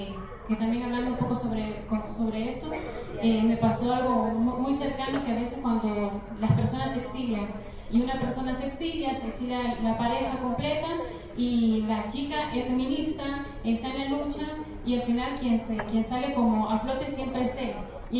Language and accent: Spanish; Honduras; de Honduras.